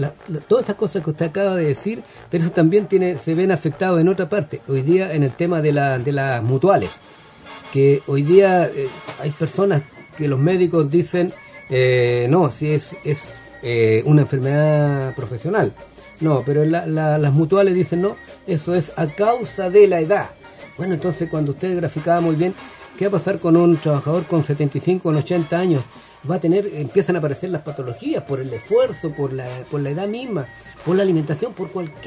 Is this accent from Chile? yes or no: yes; Chile; como chilenos estamos viviendo más